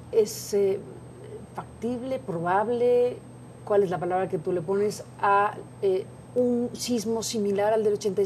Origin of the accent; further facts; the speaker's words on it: Mexico; No sabemos como mexicanos lo que deberíamos saber